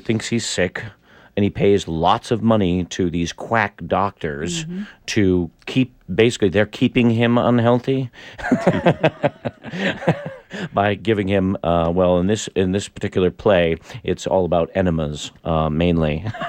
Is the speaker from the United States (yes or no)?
yes; Maine, United States; because I'm from Maine originally, mm-hmm. and Emerson College is in Boston. I'm a New Englander.